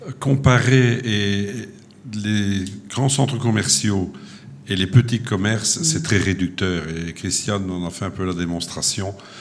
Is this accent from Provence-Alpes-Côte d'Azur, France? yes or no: no; Le Touquet, Hauts-de-France, France; je suis originaire du Touquet.